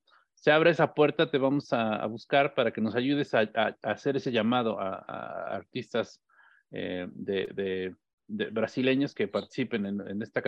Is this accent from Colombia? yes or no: no; Mexico; esta tercera raíz que nos compone como mexicanos